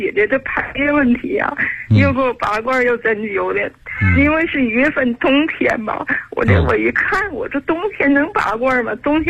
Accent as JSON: {"language": "Chinese", "town": "Shenyang", "region": "Liaoning", "country": "China", "moved": "as an adult", "lives_now": "Chengdu, China", "said": "我是地道的沈阳人。"}